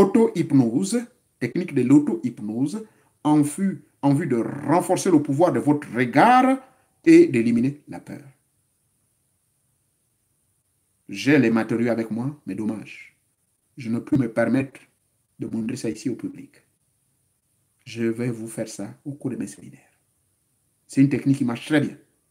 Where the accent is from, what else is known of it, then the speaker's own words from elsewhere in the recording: Gabon; moved away; Moi, chez moi, au Gabon, j'avais un sac, mais je chargeais ça avec le gravier et le sable.